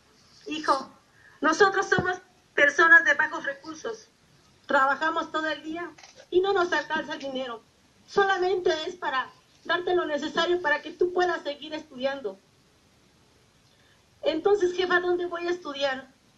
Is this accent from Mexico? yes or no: yes; Tixtla, Guerrero, Mexico; Yo soy originaria de Tizca de Guerrero.